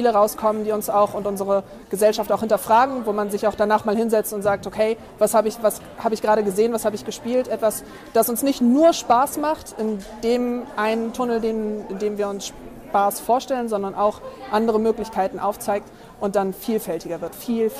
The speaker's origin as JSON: {"language": "German", "region": "Hamburg", "country": "Germany", "said": "ich komme aus Hamburg tatsächlich, bin 28 Jahre alt."}